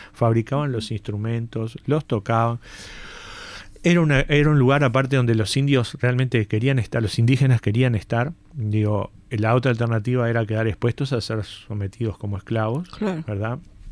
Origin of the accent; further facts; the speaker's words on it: Uruguay; Yo, capaz que yo no soy uruguayo, pero no me gusta el mate